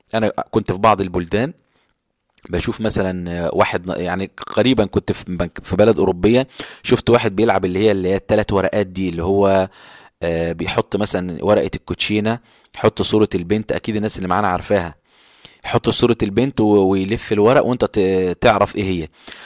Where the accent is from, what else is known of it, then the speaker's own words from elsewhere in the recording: Egypt; احنا دلوقتي عندنا في مصر